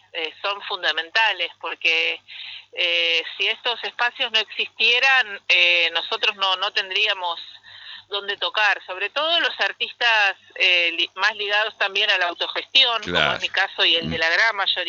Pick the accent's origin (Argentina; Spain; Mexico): Argentina; Buenos Aires; born there; now in Salta, Argentina; Yo soy nacida en Buenos Aires, pero hace 10 años que vivo en la provincia de Salta, también en un pueblo, camino a Cafayate.